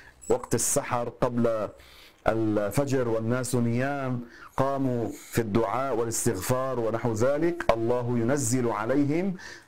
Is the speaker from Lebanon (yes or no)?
yes; Lebanon; المدفون عندنا في لبنان، نفعنا الله بهم جميعا